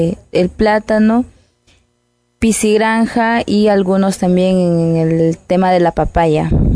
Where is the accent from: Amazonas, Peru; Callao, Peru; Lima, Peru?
Amazonas, Peru; Santa María de Nieva; tengo 22 años, soy de acá de Santa María de Nieva.